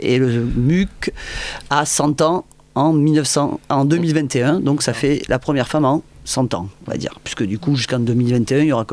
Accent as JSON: {"language": "French", "town": "Montpellier", "region": "Occitanie", "country": "France", "tie": "born or raised there", "said": "je suis né à Montpellier, je vis à Montpellier. J'ai eu la chance de trouver du travail à Montpellier, donc je suis resté."}